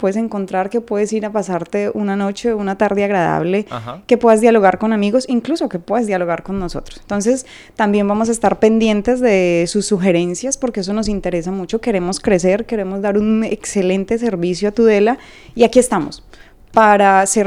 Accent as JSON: {"language": "Spanish", "country": "Colombia", "said": "ahora tenemos una nueva administración, somos colombianos"}